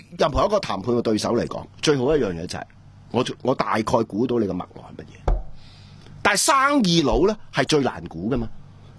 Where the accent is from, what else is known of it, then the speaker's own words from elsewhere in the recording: Hong Kong; 你俾我哋香港人搞到咁啊！